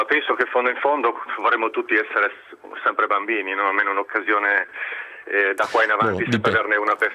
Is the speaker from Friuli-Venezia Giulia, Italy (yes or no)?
yes; Friuli-Venezia Giulia, Italy; io essendo friulano